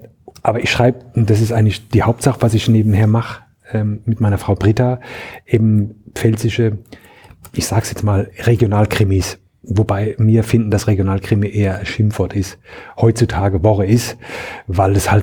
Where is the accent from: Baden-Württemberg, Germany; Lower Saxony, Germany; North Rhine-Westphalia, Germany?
Baden-Württemberg, Germany; Mannheim; born there; Ich bin in Mannheim geboren und Mannheim war oder ist, so muss ich anfangen, Mannheim ist heute in einem anderen Bundesland